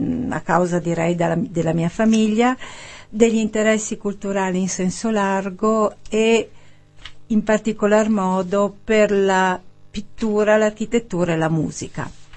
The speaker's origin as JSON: {"language": "Italian", "town": "Milan", "region": "Lombardy", "country": "Italy", "said": "perché io sono milanese e da molti anni vado in vacanza a Positano"}